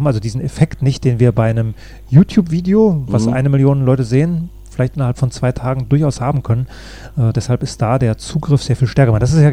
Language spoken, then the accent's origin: German; Northern Germany, Germany; Ich bin jetzt eher als Norddeutscher jemand, der nicht permanent auf 180 sein muss